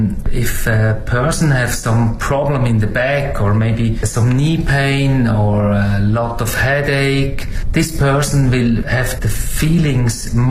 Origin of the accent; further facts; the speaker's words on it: Switzerland; English is a second language; moved away as an adult; now in China; from Switzerland. Stay now 5 years in China.